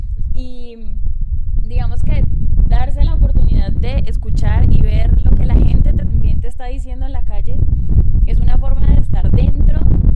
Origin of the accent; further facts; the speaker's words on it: Cali, Valle del Cauca, Colombia; pues nosotras que somos de Cali